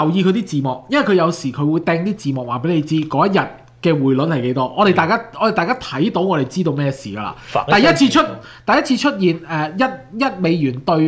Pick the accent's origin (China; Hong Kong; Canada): Canada; 咁我哋睇我哋國，即係我哋即係加拿大，我哋係加拿大人啦